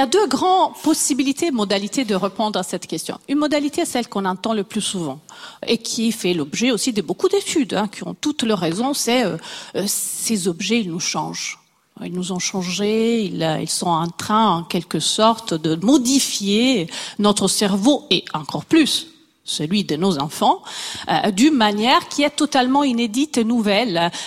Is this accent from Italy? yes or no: yes; Italy; Je suis italienne, je bouge déjà beaucoup les mains.